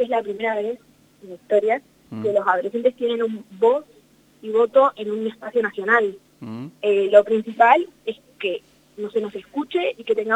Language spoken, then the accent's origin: Spanish; Catriló, La Pampa, Argentina; tengo 17 años, estoy en el último año del colegio, soy de Catrino La Pampa, estoy en el colegio Mediano Cortado.